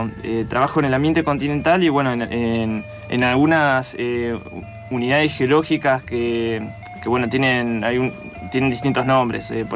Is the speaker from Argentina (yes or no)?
yes; San Carlos de Bariloche, Río Negro, Argentina; now in Buenos Aires, Argentina; yo soy de Bariloche, terminé el colegio y me vine a Buenos Aires a estudiar la licenciatura en paleontología